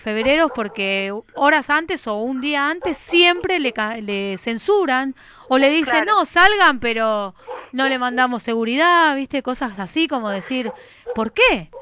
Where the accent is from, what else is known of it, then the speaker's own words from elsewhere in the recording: Buenos Aires, Argentina; vamos a todos desde Capital, todos los que somos de Capital